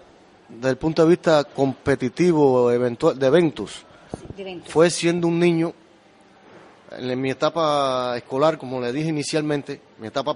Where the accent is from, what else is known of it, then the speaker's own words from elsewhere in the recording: Cuba; now in Spain; Pues vengo de Cuba. Desde Cuba a Canarias.